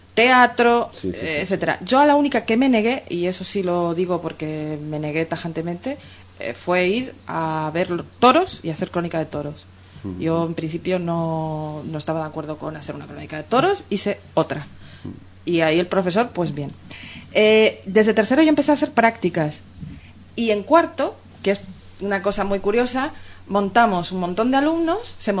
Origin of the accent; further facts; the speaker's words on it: Canary Islands, Spain; yo cuando llegué como canaria, yo nací en Canarias y soy de Canarias, de antepasados canarios, ¿vale?